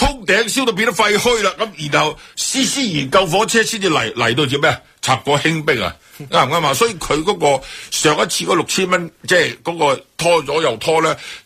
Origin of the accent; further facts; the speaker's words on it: Hong Kong; 困扰我哋香港人啊，最大嘅困境系乜嘢咧？